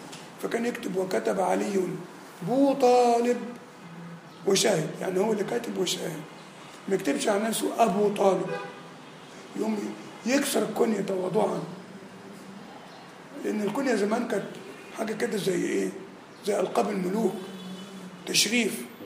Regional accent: Nigeria; مدفون عندنا في نيجيريا

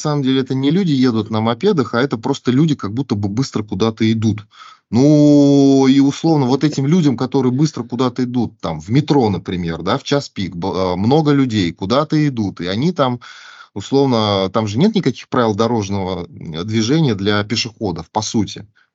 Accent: Russia; когда полицейские узнали, что мы из России

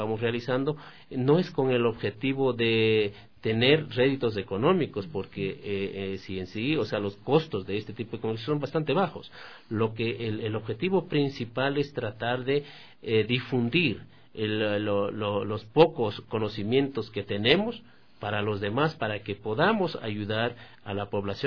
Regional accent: Guaranda, Bolívar, Ecuador; born there; yo nací en Guaranda, entonces decíamos, éramos vecinos.

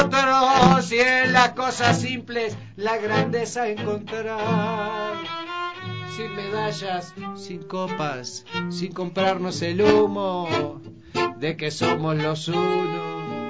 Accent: Montevideo, Uruguay; somos porteños, y también Montevideo es un puerto, bueno, al margen, Uruguay no más

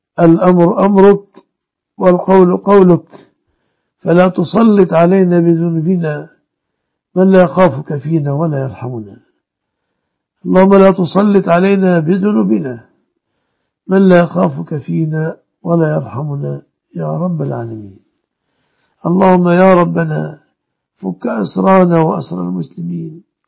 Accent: Egypt; واحفظ بلادنا مصر وسائر بلاد المسلمين آمنة مطمئنة من كل مكروه

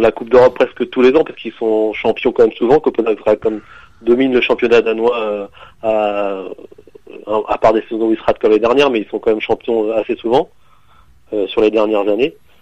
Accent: France; Je suis français, ouais.

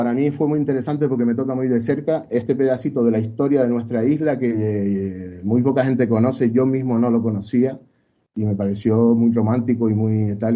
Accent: Canary Islands, Spain; Y por eso es una pequeña prueba de la mezcla que somos aquí en Canarias

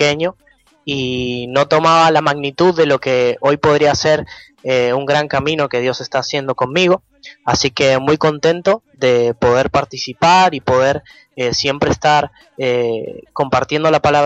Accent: Argentina; Soy argentino, tengo 18 años.

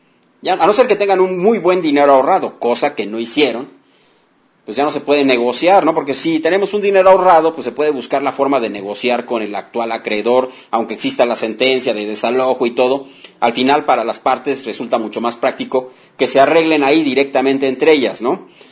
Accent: Mexico City, Mexico; yo me estaba rostizando como buen chilango. Soy muy chillón con el cambio de clima.

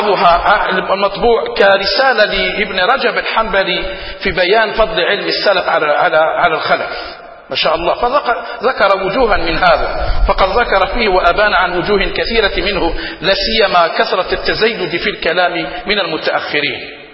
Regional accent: Algeria; حتى عندنا في الجزائر لما يقول يتمعلم

